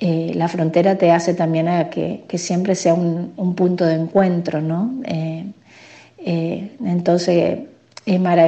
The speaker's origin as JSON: {"language": "Spanish", "town": "Paso de los Libres", "region": "Corrientes", "country": "Argentina", "tie": "born or raised there", "said": "Soy correntina, libreña, nacida ahí en frontera con uruguayana, como decimos nosotros, y lo fronterizo, pero es uruguayana, Brasil. Por parte de mi papá, la mayoría son todos brasileños"}